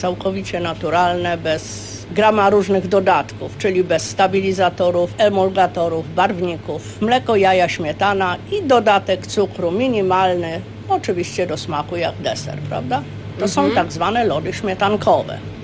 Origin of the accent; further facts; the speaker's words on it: Zwierzyniec, Lublin Voivodeship, Poland; Pochodzimy z Roztocza, z pięknego zwierzyńca.